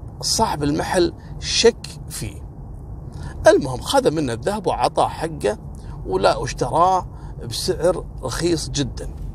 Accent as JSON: {"language": "Arabic", "country": "Kuwait", "said": "وهذا النظام اعتقد موجود في كل مكان يعني حتى عندنا في الكويت"}